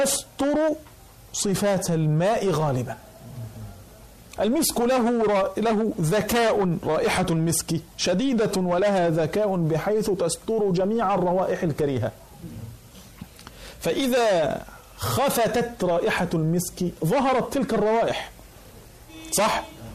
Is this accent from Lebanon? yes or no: no; Egypt; كان يوجد عندنا في مصر قديما